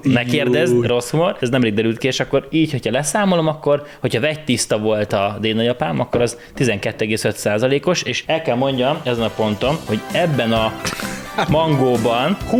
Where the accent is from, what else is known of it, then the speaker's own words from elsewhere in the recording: Békés, Hungary; ahol én voltam békésen, ahol felnőttem, nagyon sok roma származású ember